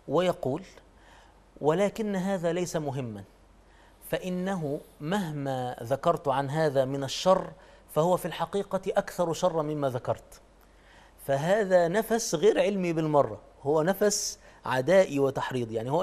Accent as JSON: {"language": "Arabic", "country": "Egypt", "said": "يعني نحن عندنا في مصر"}